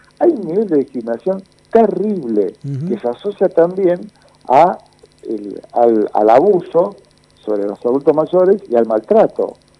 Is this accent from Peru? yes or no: no; Argentina; soy argentino trabajador y peronista